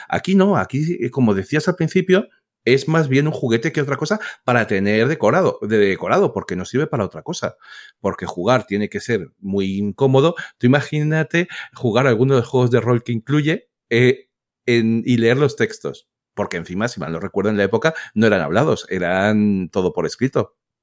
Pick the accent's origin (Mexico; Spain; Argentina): Spain; esto es lo que opino yo como español aquí y eso.